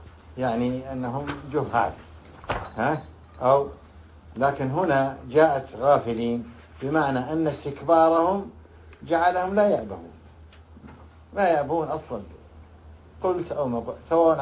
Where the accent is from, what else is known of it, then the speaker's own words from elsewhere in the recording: Riyadh, Riyadh Province, Saudi Arabia; لذلك عندنا في الرياض في نجد يقولون عطبة